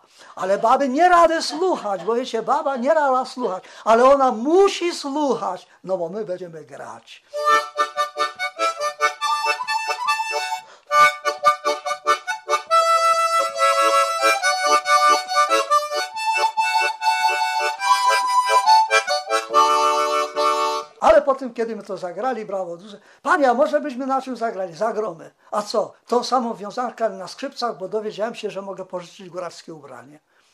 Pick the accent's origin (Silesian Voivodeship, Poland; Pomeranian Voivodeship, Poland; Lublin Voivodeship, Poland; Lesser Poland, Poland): Lesser Poland, Poland; Poronin; born there; Urodziłem się w Poroninie w 1926 roku na wiosnę w góralskiej chałupie, nie będąc góralem, ale przybyszem.